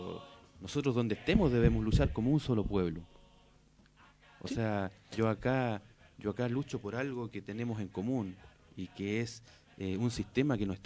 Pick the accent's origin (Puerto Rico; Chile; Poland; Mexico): Chile; now in Argentina; Relacionado a lo que es mi comunidad, a lo que es el pueblo mapuche, yo soy del Gulumapu, del otro lado de la cordillera.